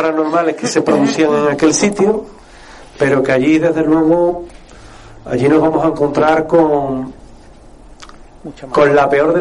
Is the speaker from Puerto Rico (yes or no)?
no; Seville, Andalusia, Spain; Yo me crié en San Pablo, en el polígono de San Pablo, que estaba relativamente lejos del hospital de Miraflores